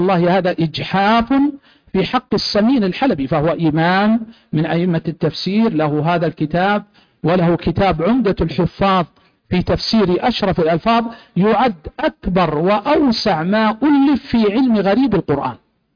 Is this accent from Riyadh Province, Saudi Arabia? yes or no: yes; Riyadh, Riyadh Province, Saudi Arabia; سجلت رسالة ماجستير عندنا في جامعة الأميرة نورة عندنا في الرياض